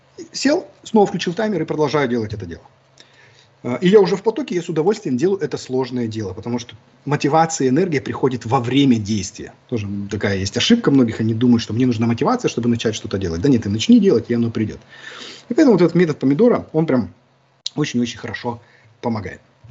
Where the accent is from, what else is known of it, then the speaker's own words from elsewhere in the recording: Siberia, Russia; now in Kaliningrad, Russia; я вырос в Сибири, там нет никаких мансард. Я когда приехал в Калининград, я первый раз здесь увидел мансарды